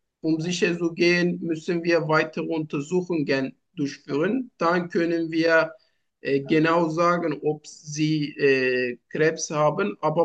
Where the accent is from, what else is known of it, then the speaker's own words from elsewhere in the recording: Turkey; German is a second language; Ich komme aus der Türkei. Ich bin 34 Jahre alt.